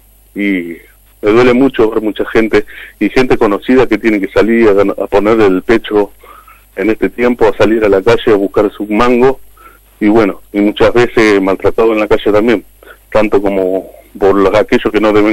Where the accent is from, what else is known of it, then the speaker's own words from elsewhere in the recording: Argentina; me duele como ser argentino y el estar en esta sociedad